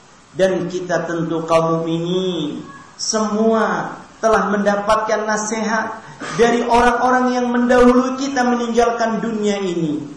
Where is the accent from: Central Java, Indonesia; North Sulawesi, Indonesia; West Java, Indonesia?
West Java, Indonesia; Ciamis; born there; also born or lived in Ambon; karena kami lama di Ambon, juga kami lahir di Jawa Barat Ciamis, sehingga mungkin untuk bahasa Jawanya kagok.